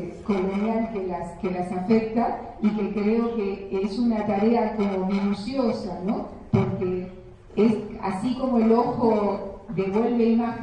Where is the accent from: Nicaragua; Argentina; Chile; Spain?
Argentina; Misiones; Vengo de Misiones y ver a los guaraníes vendiendo muñequitos hechos pedazos, habitantes de esa tierra